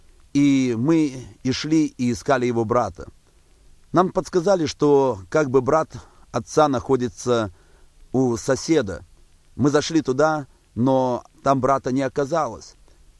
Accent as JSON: {"language": "Russian", "town": "Barysaw", "region": "Minsk Region", "country": "Belarus", "tie": "born there", "said": "Родился я в Белоруссии, в городе Борисове. Родился в простой семье"}